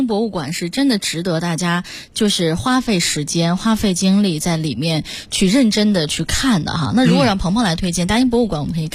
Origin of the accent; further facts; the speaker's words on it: China; 可能对于我们中国人来讲，会有一种很特殊的情节和情绪在